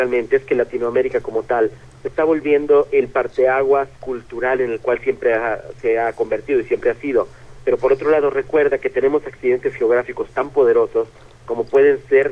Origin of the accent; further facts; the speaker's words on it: Mexico; en México, aquí en mi país